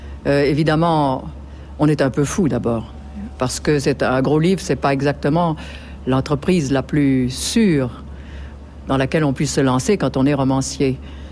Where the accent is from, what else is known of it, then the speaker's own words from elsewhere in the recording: Provence-Alpes-Côte d'Azur, France; je suis provençale, de père, de mère, de grand-père, de grand-mère, et cela depuis pas mal de générations